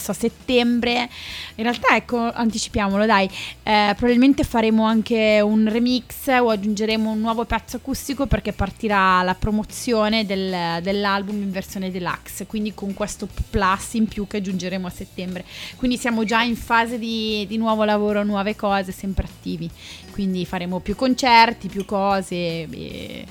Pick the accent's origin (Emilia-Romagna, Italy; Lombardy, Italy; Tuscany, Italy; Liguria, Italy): Lombardy, Italy; Barlassina; Barlassina, sono io di Barlassina.